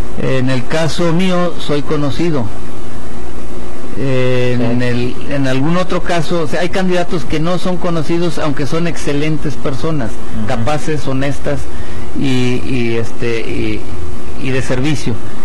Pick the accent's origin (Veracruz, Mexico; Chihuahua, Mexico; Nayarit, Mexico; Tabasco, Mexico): Nayarit, Mexico; Tepic; Yo tengo viviendo en Tepic casi 68 años. Yo nací aquí en Tepic, por ahí por el rumbo de la calle Zaragoza, zona centro.